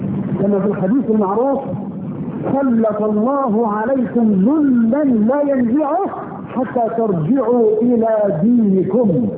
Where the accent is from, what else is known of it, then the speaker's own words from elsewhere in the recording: Egypt; اذا بلدنا مصر مثلا هانت بلدنا على الله